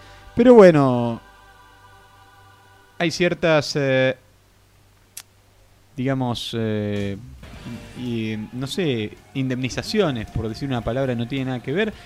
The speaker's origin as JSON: {"language": "Spanish", "country": "Argentina", "said": "No quisiera saber cómo se dice otra cosa que por definición los argentinos conocemos como vasca, ¿no?"}